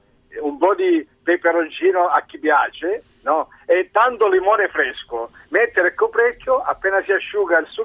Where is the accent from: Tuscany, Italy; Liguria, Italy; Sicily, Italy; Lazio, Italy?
Sicily, Italy; io sono siciliano di origine